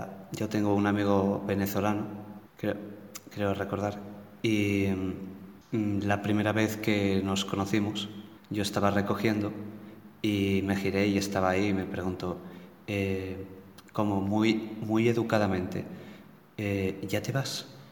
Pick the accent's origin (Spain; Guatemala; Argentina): Spain; Gijón, Asturias; Soy de Gijón y bueno, me habéis invitado ahora.